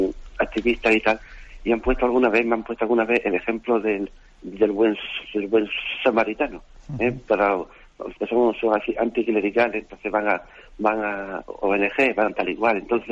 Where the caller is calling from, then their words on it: Seville, Andalusia, Spain; de Sevilla, ¿no?